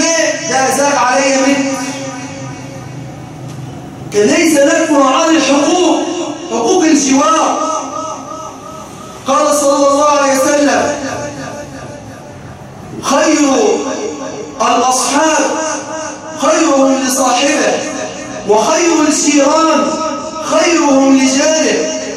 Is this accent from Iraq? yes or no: no; Egypt; اللهم اجعل بلدنا مصر سخاء وقهرا